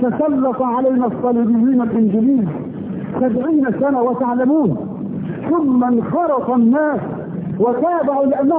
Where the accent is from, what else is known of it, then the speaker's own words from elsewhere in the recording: Egypt; اذا بلدنا مصر مثلا هانت بلدنا على الله